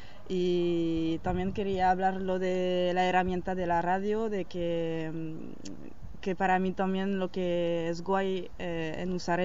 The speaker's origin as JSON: {"language": "Spanish", "country": "France", "said": "para mí, que vengo de Francia"}